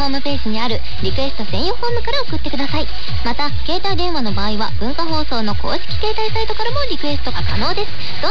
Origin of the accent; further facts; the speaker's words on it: Yamanashi, Japan; 地元山梨でライブをやるのが夢なので、